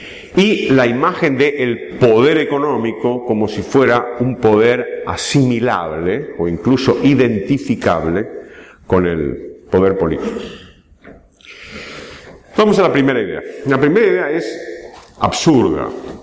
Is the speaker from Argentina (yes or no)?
yes; Argentina; Por cierto, no somos los argentinos los que inventamos el impago